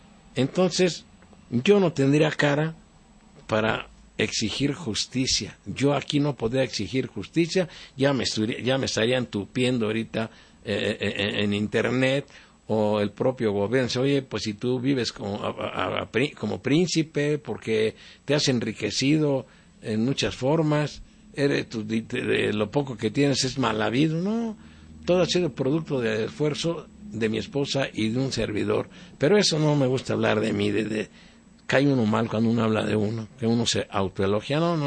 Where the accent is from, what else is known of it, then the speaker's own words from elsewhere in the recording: Mexico; yo siempre he pensado que yo como mexicano no tengo por qué reconocerle públicamente a un presidente